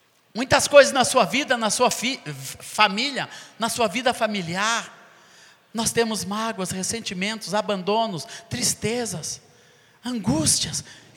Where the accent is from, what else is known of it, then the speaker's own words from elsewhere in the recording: Coronel Fabriciano, Minas Gerais, Brazil; born there; eu sou mineiro porque meu pai trouxe minha mãe grávida para ter um filho mineiro, e eu fui esse abençoado, né, que nasci nessa terra aqui, lá em Coronel Fabriciano, e depois todos meus irmãos nasceram no sul